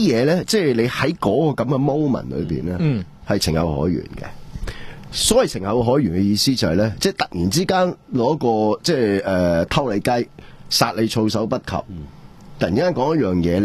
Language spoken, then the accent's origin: Cantonese; Hong Kong; 97年嘅时候话俾我哋香港人听，回归祖国系07、08年十年之后嘅过渡普选落空